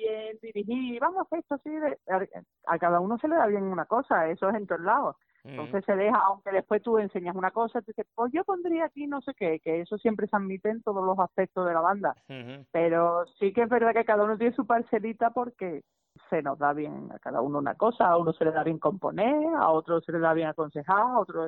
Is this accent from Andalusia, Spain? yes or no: yes; Andalusia, Spain; verdad es que no espero mucho apoyo de mi tierra